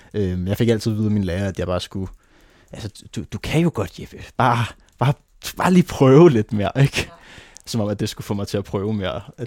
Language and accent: Danish; Nærum, Capital Region of Denmark, Denmark; also born or lived in Copenhagen; da jeg var 2 år, flyttede vi så til Nærum fra Nørrebro.